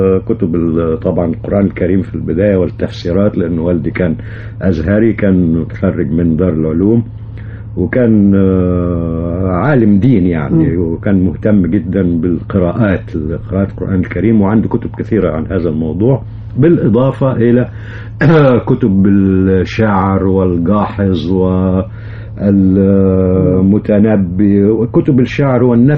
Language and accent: Arabic; Giza, Giza Governorate, Egypt; وولدت في الجيزة جنب القاهرة على طول يعني، وربيت هناك. ولكن والدي ووالدتي رحمة الله عليهم من الكرنك، من الأقصر يعني.